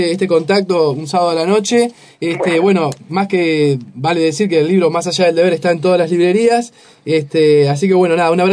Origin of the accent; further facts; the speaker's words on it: Uruguay; Es imposible como ser humano y como uruguayo no involucrarse, ¿no?